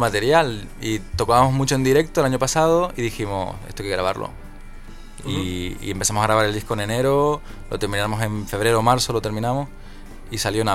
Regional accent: Canary Islands, Spain; moved away; 2013 vengo yo de Canarias para Madrid y uh-huh. me voy a la sierra a vivir

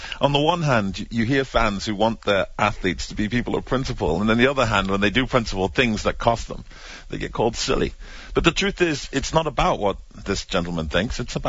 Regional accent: United Kingdom; Some people cited being British.

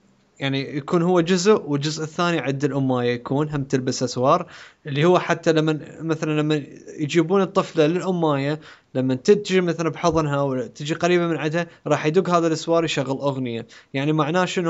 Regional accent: Iraq; بالعراق احنا عندنا بالعراق

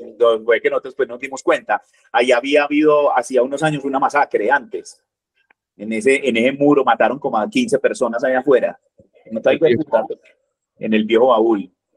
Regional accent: Medellín, Antioquia, Colombia; born there; yo nací en Medellín, pero no soy paisa. Yo no quiero ser paisa

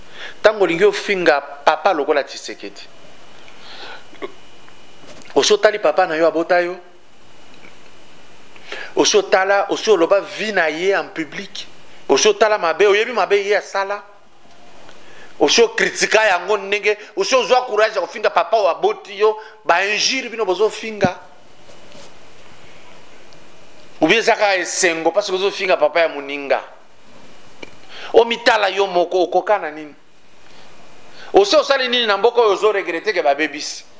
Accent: Katanga, DR Congo; Chez moi au Katanga

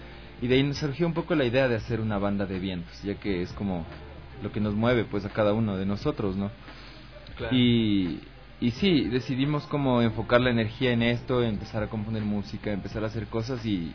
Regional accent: Tulcán, Carchi, Ecuador; now in Quito, Ecuador; yo soy de Tulcán, llegué acá a Quito a estudiar

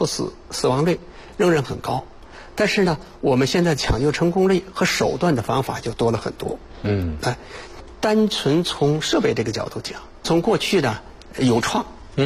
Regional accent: China; 解放前影响我们中国人寿命

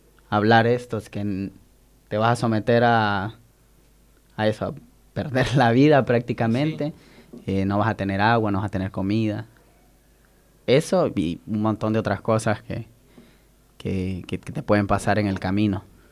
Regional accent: El Salvador; en mi país, El Salvador, migraban alrededor de 400 personas diarias

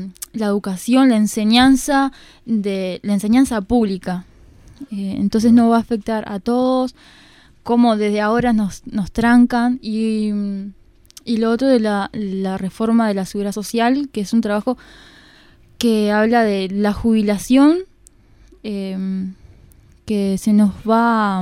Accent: Ciudad de la Costa, Canelones, Uruguay; yo al menos, y bueno, algunos compañeros somos de Ciudad de la Costa

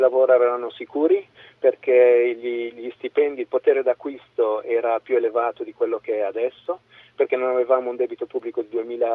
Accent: Milan, Lombardy, Italy; Ho 55 anni, sono cresciuto a Milano negli anni 60.

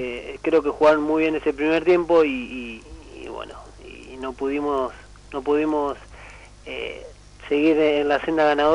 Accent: Gualeguaychú, Entre Ríos, Argentina; me fui a un Argentino B, ahí en Gualeguaychú, a mi pueblo

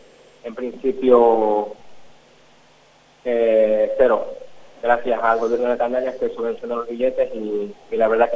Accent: Ecuador; also born or lived in Madrid; Yo soy de Ecuador, que anteriormente viví en Madrid 12 años

